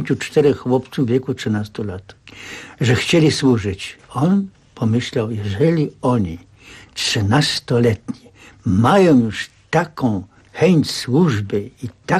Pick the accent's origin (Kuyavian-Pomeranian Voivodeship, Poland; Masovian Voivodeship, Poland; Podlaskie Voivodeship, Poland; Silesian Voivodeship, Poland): Masovian Voivodeship, Poland; Warsaw; Więc jeżeli ja z Mokotowa, z tak dalekiej, odległej, zdążyłem i do szkoły